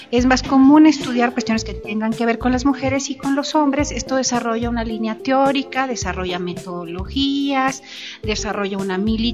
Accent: Mexico; el gasolinazo nos hace pensar en quiénes somos como mexicanos

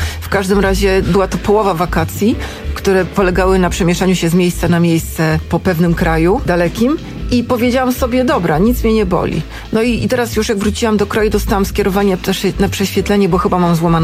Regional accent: Pomeranian Voivodeship, Poland; U was na Mazowszu chyba dwuznaczne. U nas na Pomorzu nic.

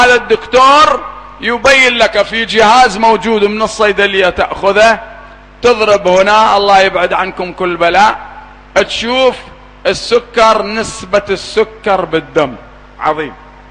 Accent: Iraq; أنا أدعو التجار الآن عندنا في العراق

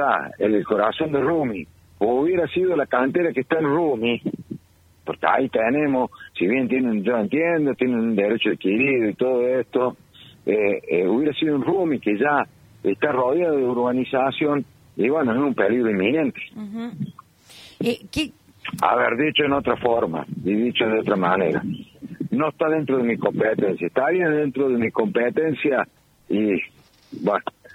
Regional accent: La Calera, Córdoba, Argentina; yo soy de Calera y sé, he nacido con las canteras

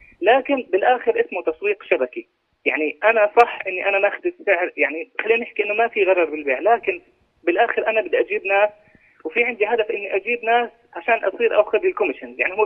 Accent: Jordan; يعني عرض علي فتوى شرعية من عندنا من الأردن

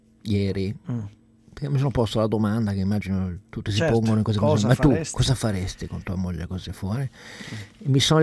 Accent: Turin, Piedmont, Italy; io da torinese sono abbastanza soddisfatto.

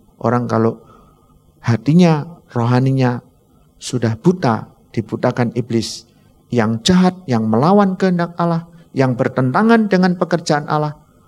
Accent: Bojonegoro, East Java, Indonesia; Saya orang Bojonegoro.

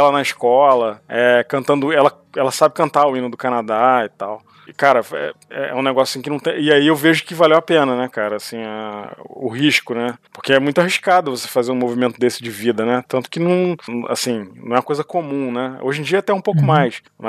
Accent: Brazil; tô dando um exemplo do Brasil, porque foi onde eu cresci.

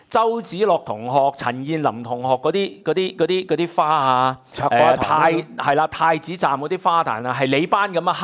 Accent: Hong Kong; 令到我哋香港人受傷啊！

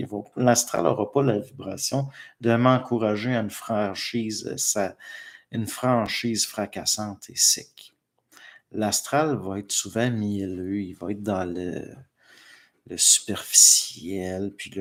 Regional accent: Pierreville, Quebec, Canada; Moi, chez nous, à Pierreville

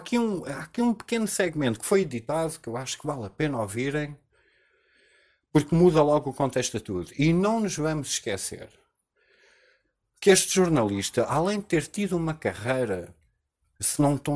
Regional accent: Portugal; ele tem mais respeito por mim como português

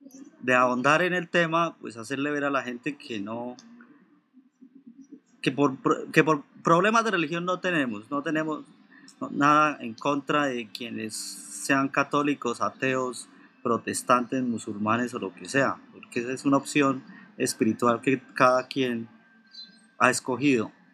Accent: Colombia; yo creo que todos los que estamos aquí, o por lo menos los que estamos acá, que somos colombianos

